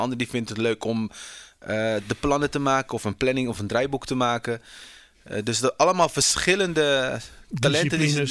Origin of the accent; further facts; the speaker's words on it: Delft, South Holland, Netherlands; Ik kom uit Delft, ja.